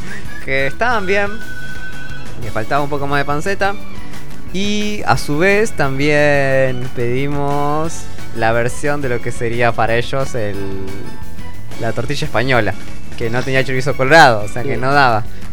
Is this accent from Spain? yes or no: no; Argentina; Nosotros somos de Argentina porque tenemos vino.